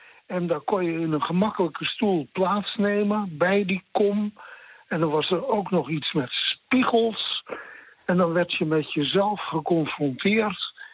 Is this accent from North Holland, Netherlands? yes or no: yes; Lutjebroek, North Holland, Netherlands; born there; Ik ben bijna 80 jaar geleden geboren. Ik ben in Lutjebroek geboren.